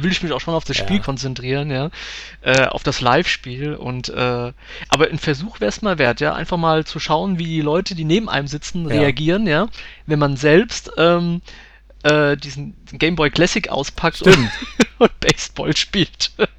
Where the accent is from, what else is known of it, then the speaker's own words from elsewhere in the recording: Rhineland-Palatinate, Germany; Und ich komme ja ganz aus der Nähe von Mainz.